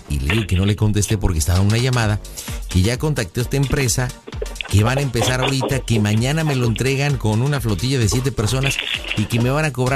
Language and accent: Spanish; Mexico; ¿Cómo somos los mexicanos? Somos mentirosos.